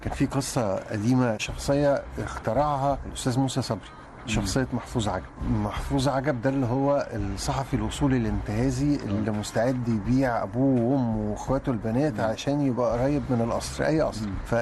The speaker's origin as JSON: {"language": "Arabic", "country": "Egypt", "said": "موجودين عندنا في مصر يعني."}